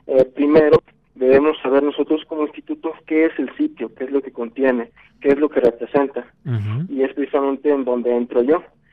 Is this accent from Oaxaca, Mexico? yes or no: no; Valparaíso, Zacatecas, Mexico; Bueno, yo soy de Valparaíso, Zacatecas.